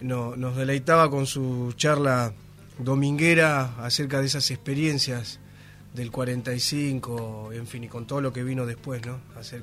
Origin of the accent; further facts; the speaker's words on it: Berisso, Buenos Aires Province, Argentina; Venimos de la ciudad de Berisso.